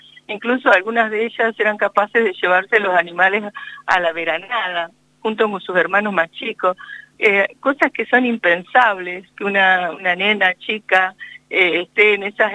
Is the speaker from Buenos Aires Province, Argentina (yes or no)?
yes; Carhué, Buenos Aires Province, Argentina; born there; Yo nací en Carué, y allí toda la toponimia era mapuzungún.